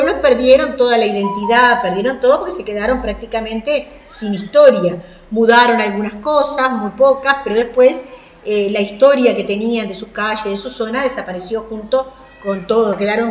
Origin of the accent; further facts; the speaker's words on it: Paysandú, Uruguay; Y como soy de Paysandú